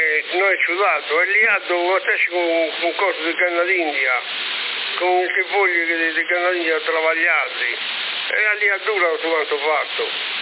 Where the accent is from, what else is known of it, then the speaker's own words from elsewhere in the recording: Bologna, Emilia-Romagna, Italy; Io sono bolognese